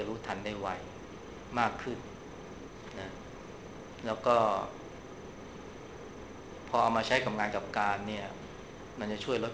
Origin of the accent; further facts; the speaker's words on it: Bangkok, Thailand; พวกเราเนี่ยคนกรุงเทพเนี่ยเวลาเจอไฟแดงเนี่ยเราจะหงุดหงิดขึ้นมาทันทีนะ